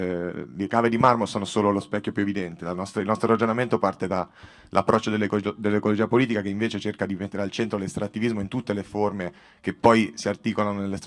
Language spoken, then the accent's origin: Italian; Massa Carrara, Tuscany, Italy; vengo da Massa Carrara